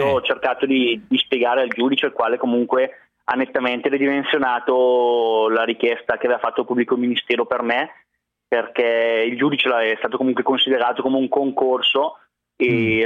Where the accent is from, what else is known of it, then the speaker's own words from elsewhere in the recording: Bergamo, Lombardy, Italy; Beh, come vi dicevo prima, da buon bergamasco